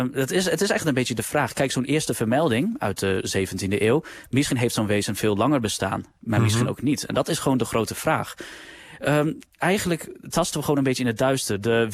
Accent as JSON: {"language": "Dutch", "region": "Overijssel", "country": "Netherlands", "tie": "born or raised there", "said": "ik ben zelf opgegroeid in Salland, in Overijssel."}